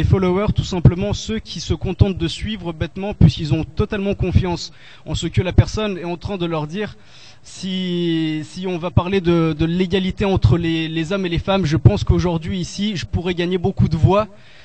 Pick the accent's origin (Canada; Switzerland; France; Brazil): Brazil; je suis brésilien